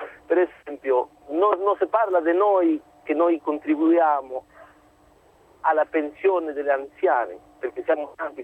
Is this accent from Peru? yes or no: yes; Peru; Io sono dal Perù.